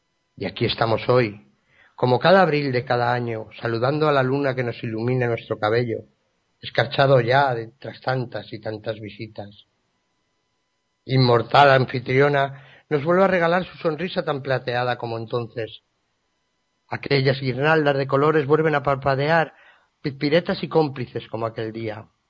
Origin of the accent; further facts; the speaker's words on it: Madrid, Community of Madrid, Spain; born there; now in Zaragoza, Spain; aunque nací en Madrid, resido actualmente en la provincia de Zaragoza, en España.